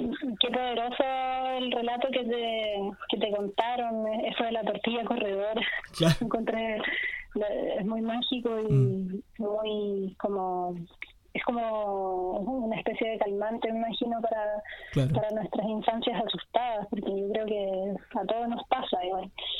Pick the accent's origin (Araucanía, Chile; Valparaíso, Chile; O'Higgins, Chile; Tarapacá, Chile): O'Higgins, Chile; San Fernando; yo soy de San Fernando, estuve acá también en la plaza con mis compañeras narradoras de San Fernando